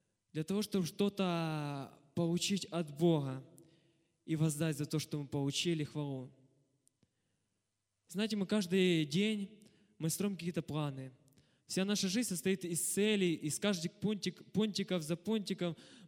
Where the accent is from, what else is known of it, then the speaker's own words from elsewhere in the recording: Zaporizhzhia, Zaporizhzhia Oblast, Ukraine; И начну с того, что я из Запорожья приехал.